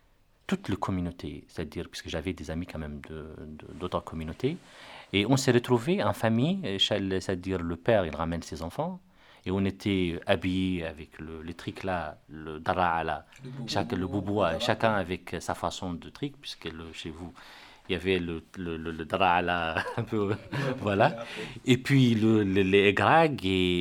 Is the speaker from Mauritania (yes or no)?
yes; Rosso, Trarza, Mauritania; moi je suis de Rosso ou de Wadenaga.